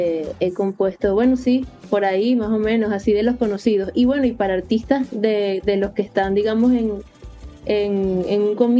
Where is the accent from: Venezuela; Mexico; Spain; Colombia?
Venezuela; now in United States; Luego me mudé del país, me fui de Venezuela a Estados Unidos y en Estados Unidos comencé a ver clases de música también.